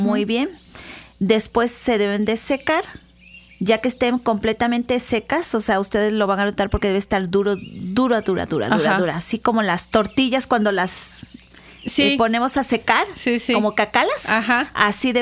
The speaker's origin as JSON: {"language": "Spanish", "town": "Coatepec", "region": "Veracruz", "country": "Mexico", "said": "Y yo decía, yo ya me quiero ir a mi pueblito, yo soy de Coatepec, ¿no?"}